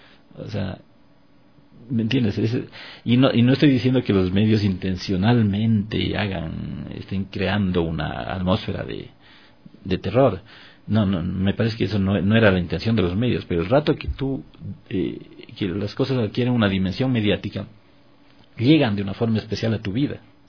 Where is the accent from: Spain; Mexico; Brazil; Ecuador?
Ecuador; un retrato de nosotros mismos, de lo que somos y de lo que hemos sido como ecuatorianos